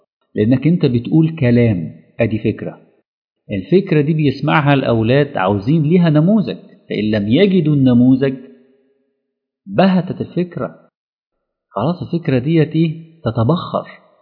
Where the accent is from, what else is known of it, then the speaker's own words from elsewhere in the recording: Alexandria, Alexandria Governorate, Egypt; في اولاد كتير جدا مثلا في مدينتي في الاسكندرية